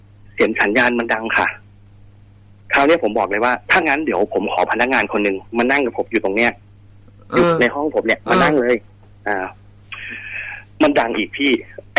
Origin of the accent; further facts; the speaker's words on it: Khon Kaen, Thailand; now in Bangkok, Thailand; อยู่กรุงเทพนี่แหละครับตอนผมอยู่ผมเป็นคนขอนแก่นครับ